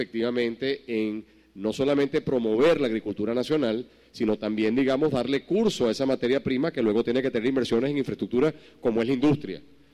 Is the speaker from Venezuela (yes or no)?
yes; Venezuela; los conozco como venezolano y he estudiado y he leído sobre la materia